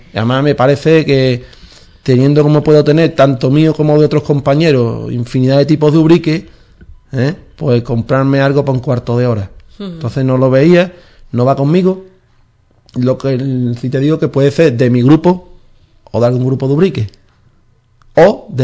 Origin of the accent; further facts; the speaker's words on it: Cádiz, Andalusia, Spain; somos de esta tierra, somos de Cádiz, somos andaluces